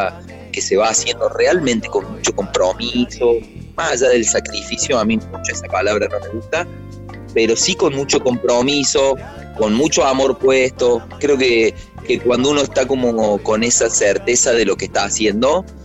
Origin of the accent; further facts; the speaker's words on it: Córdoba, Argentina; somos una banda cordobesa, de cordobeses, en Córdoba, al sur del mundo, haciendo una música latinoamericana, cubana